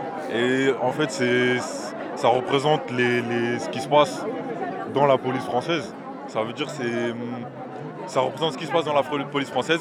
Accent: Rouen, Normandy, France; Oui, moi je suis de Rouen, ouais.

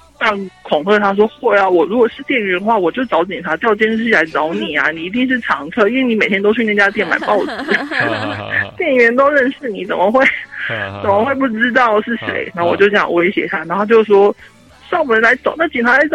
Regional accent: Kaohsiung, Taiwan; 我是高雄的

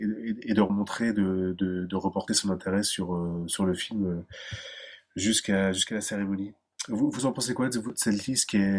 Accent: France; puisque en tant que Français, nous sommes aussi un petit peu chauvins

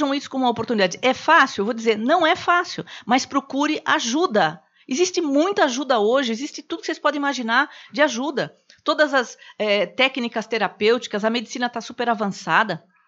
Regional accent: Brazil; eu sou mulher, eu sou brasileira, eu sou palestrante, eu sou espírita, eu sou evangélica

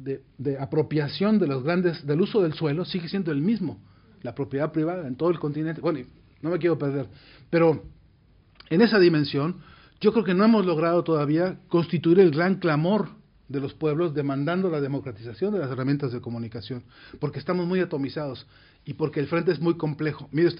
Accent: Mexico; la caída de la gran Tenochtitlán, en mi país sigue siendo un dolor profundísimo

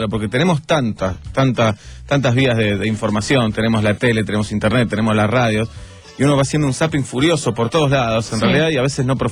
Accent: Argentina; Qué país extraño que somos, qué cosas raras nos pasan como argentinos, ¿no?

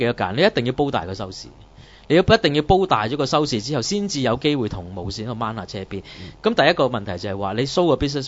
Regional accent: Hong Kong; 大家作為香港人已經冇咩好講啦，係嘛？

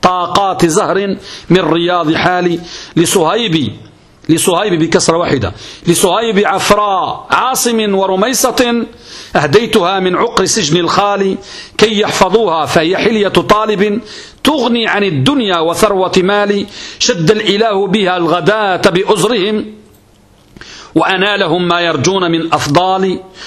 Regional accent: Morocco; كترتيب التدريس المعروف عندنا بالمغرب

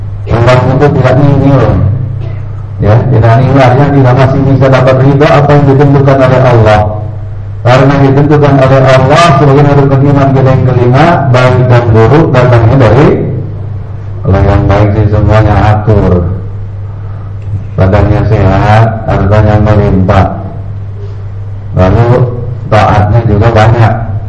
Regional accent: Jakarta, Indonesia; istilah kita orang Jakarta masih untung

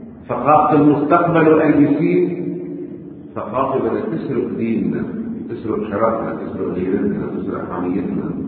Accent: Lebanon; طيب نحن من لبنان اللي دارسين بهيك مدارس وعايشين بأجواء الألبسي والإعلانات السخيفة

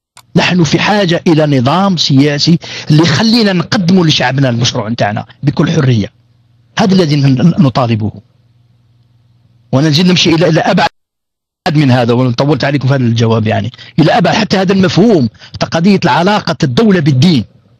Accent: Algeria; يعني أنا قاع جزائريين إن شاء الله تفهموا هذا الأمر

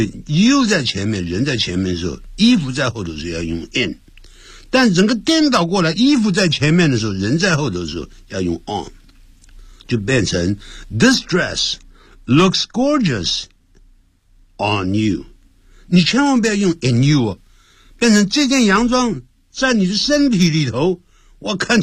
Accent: Nanjing, Jiangsu, China; 就有点像我们南京人讲怪怪隆地动啊

